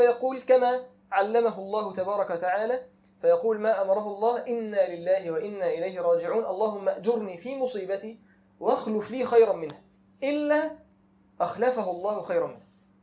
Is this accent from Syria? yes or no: no; Egypt; احنا عارفين ان احنا عندنا المخطوبين في حكم المتجوزين معروف عندنا في مصر كده